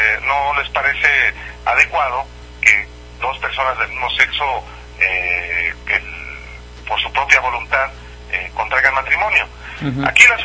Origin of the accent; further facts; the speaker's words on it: Jalisco, Mexico; now in León, Mexico; Uno es el gobernador de Jalisco, el estado de donde yo soy, Emilio González Márquez. El segundo es el gobernador de Guanajuato, donde ahorita me encuentro justamente aquí en León, Guanajuato